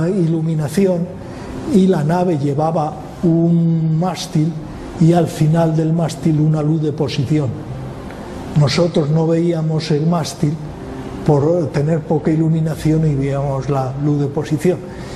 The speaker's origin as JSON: {"language": "Spanish", "country": "Spain", "said": "Oye, ¿cómo hablas tan mal inglés? Y yo, es que soy español."}